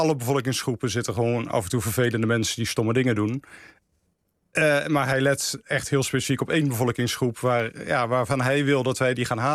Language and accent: Dutch; Eindhoven, North Brabant, Netherlands; We komen allebei uit Eindhoven.